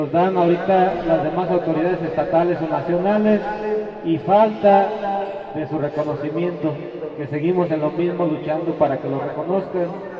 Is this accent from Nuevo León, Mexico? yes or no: no; Michoacán, Mexico; Decíamos que aparte de charadenses somos también michoacanos, somos mexicanos